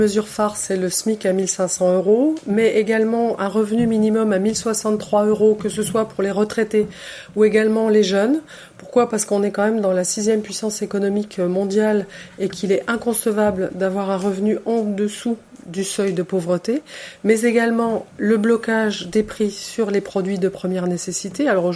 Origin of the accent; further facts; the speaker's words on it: Le Haut-du-Tôt, Grand Est, France; Mais mon cœur est dans les Vosges. Ma famille est dans les Vosges. Moi, je suis originaire du Haut-du-Taux. Mes parents habitent toujours le syndicat. Mon frère habite Remiremont. Je possède une maison au syndicat.